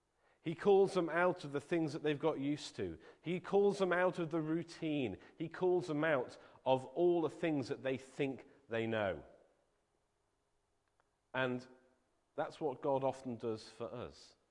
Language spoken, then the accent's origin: English; Liverpool, North West England, United Kingdom; When I was at school, growing up in Liverpool, just about everyone else in my school would be found on a Saturday afternoon